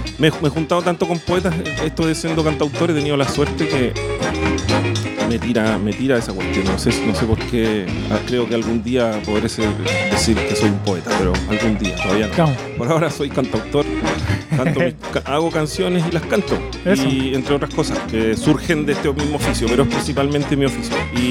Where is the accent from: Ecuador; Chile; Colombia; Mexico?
Chile; Viña del Mar, Valparaíso; also born or lived in Concepción; allá crecí. Tuve un tiempito viviendo en Conce cuando era chiquito, que no acuerdo casi nada. Pero de allá soy, allá me crié, nací en Viña. Pero bueno, soy de todo este territorio.